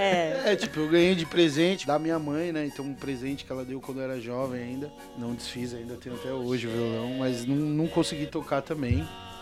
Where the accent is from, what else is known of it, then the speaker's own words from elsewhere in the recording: São Paulo, Brazil; né? Eu nasci aqui em São Paulo mesmo, na maternidade de São Paulo. Morei e moro entre Campo Limpo, Zona Sul e Taboão da Serra, né? Cresci nesses dois territórios.